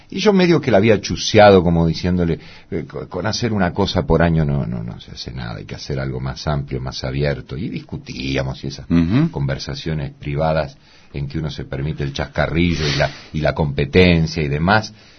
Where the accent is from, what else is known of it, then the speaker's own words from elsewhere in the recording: Buenos Aires, Argentina; born there; Yo nací en Saavedra, cerca de donde vivo ahora, sí. Machaín y Manzanares. Ahí vivían mis padres en una casa de departamentos alquilada.